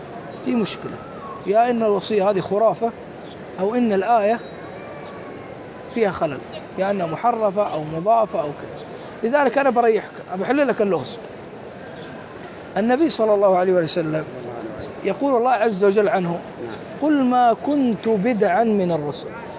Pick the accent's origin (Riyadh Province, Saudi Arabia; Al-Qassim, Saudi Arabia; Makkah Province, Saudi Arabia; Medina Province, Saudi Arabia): Makkah Province, Saudi Arabia; Mecca; أنا ابن مكة وأعرف.